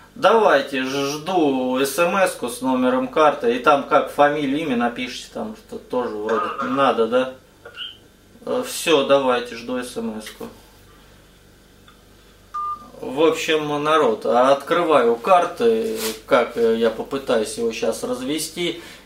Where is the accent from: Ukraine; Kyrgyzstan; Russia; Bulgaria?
Russia; Matveyevka, Rostov Oblast; Я просто из Матвеевки, но это рядом с Матвеевым Курганом, это Ростовская область, деревня.